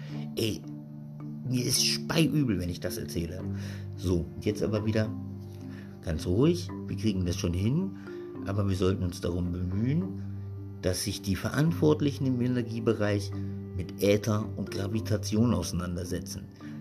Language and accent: German; West Germany, Germany; moved away as an adult; now in Berlin, Germany; Ich bin im Westen aufgewachsen und erst Ende des 2004 oder was bin ich hergekommen.